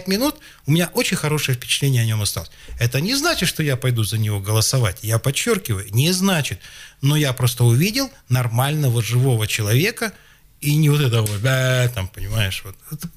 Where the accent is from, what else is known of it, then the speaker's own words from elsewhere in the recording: Siberia, Russia; извините, пожалуйста, вот мы из Сибири